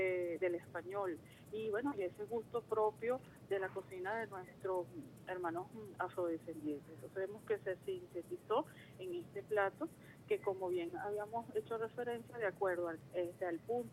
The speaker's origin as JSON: {"language": "Spanish", "country": "Venezuela", "said": "constituyen un elemento fundamental en nuestra identidad como venezolanos."}